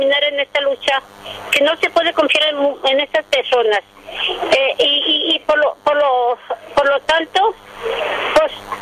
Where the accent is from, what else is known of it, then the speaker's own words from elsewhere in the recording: Temacapulín, Jalisco, Mexico; que quieren intundar el pueblo de Temacapulín, donde soy originaria.